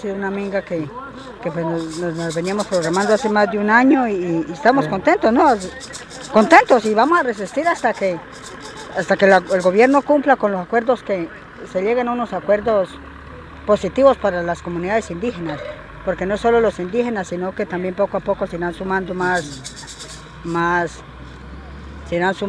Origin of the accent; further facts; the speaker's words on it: Huila, Colombia; vengo del Guardo Rumillaco, del sur del departamento del Huila.